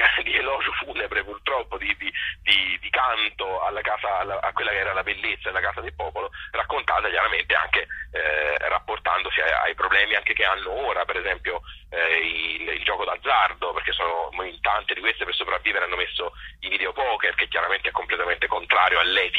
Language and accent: Italian; Tuscany, Italy; Essendo un toscano di provincia, chiaramente c'è tanto anche di me dentro